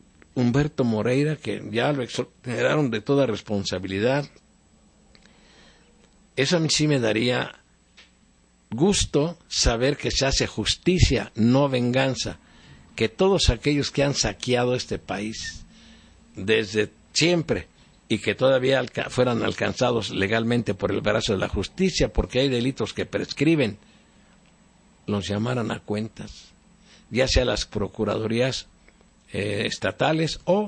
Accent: Mexico; yo siempre he pensado que yo como mexicano no tengo por qué reconocerle públicamente a un presidente

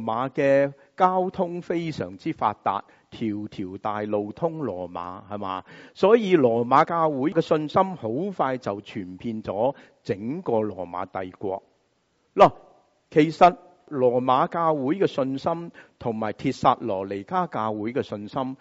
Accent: United States; 我们美国人很喜欢说什么啊？

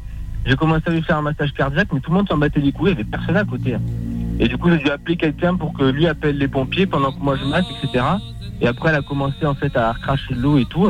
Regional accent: Dieppe, Normandy, France; born there; je suis né à Dieppe, c'est au-dessus, quoi.

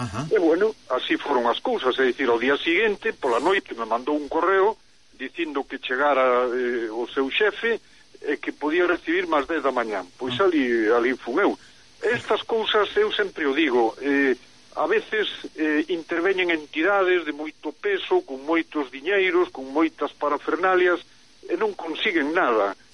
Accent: Pontevedra, Galicia, Spain; now in Vigo, Spain; eu son pontevedrés, aínda que vivo fai moitos anos en Vigo

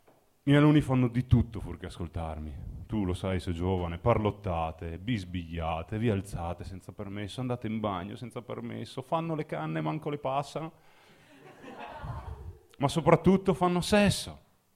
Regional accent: Mozzecane, Veneto, Italy; perché non sono di Milano, sono di Verona, sono di un paese della provincia di Verona che si chiama Mozzecane.

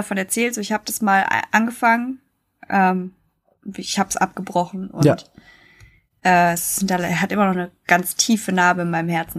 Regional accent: North Rhine-Westphalia, Germany; accent: Lippisch Platt; So, ich suche einfach so ein paar lippisch platte Wörter raus aus meiner Heimat.

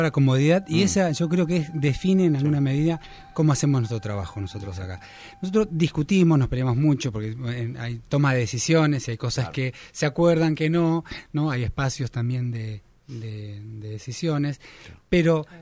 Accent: Presidencia Roque Sáenz Peña, Chaco, Argentina; also born or lived in Uruguay; Yo nací en Uruguay, pero de chiquito me fui a criar allá. A Presidencia, a la plaza.

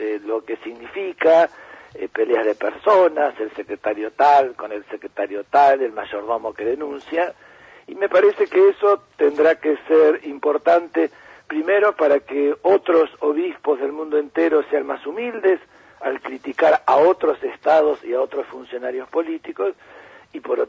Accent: Buenos Aires, Argentina; Vecino mío, porque yo soy de Villa Urquiza.

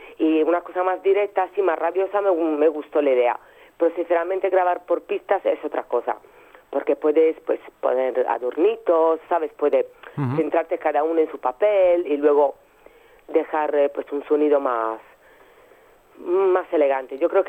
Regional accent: Sardinia, Italy; Spanish is a second language; la primera vez que salimos fuimos a Cerdeña, que es mi isla.

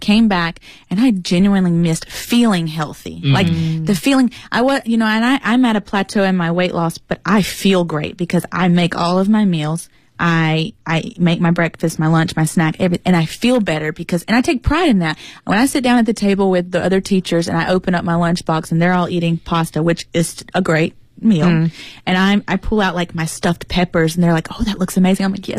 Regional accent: United States; I'm very American

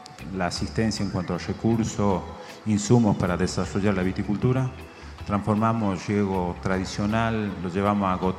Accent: Amaicha del Valle, Tucumán, Argentina; En mi pueblo, en Amaicha del Valle, estamos hablando de una localidad de 5.000 personas, donde escasea mucho el agua, escasean mucho las oportunidades.

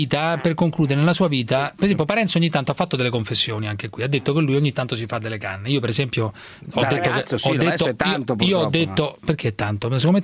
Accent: Rome, Lazio, Italy; No, non sono ciuciaro, sono romano, ma non mi vergognerei di essere ciuciaro, ma sono romano

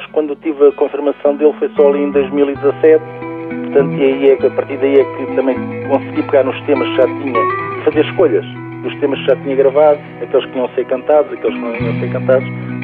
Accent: Lisbon, Portugal; porque eu sou de Lisboa.

